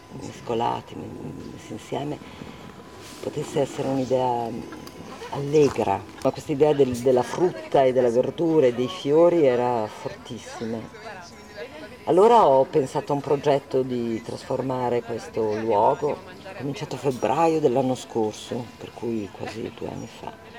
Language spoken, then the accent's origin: Italian; Trentino-Alto Adige, Italy; io sono vissuta in Val di Sori, in un posto a 1000 metri dove c'era una natura molto selvaggia, parliamo degli anni 63, 64, 65, cioè anni in cui non c'era ancora il turismo